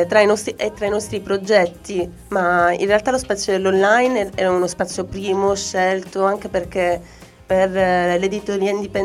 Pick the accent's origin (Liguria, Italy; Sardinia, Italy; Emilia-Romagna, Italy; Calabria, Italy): Calabria, Italy; A me aiuterebbe tanto da calabrese.